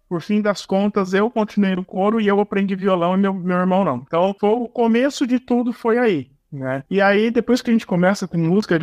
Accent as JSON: {"language": "Portuguese", "region": "São Paulo", "country": "Brazil", "lives_now": "Paraná, Brazil", "said": "que eu sou de São Paulo, mas aqui no Paraná não é tão comum"}